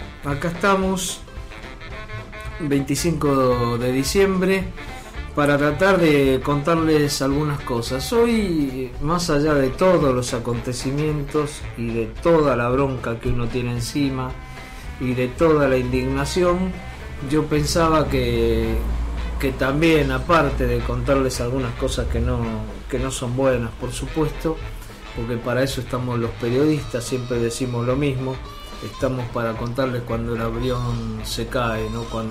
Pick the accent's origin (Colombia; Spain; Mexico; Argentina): Argentina; Buenos Aires; Yo vengo de un barrio, vengo del barrio de Nueva Pompeya, en donde cuando era chico la gente se jubilaba temprano